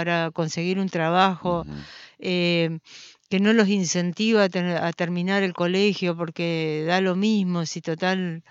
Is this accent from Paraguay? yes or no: no; Argentina; También como argentinos estamos viviendo una situación sumamente difícil.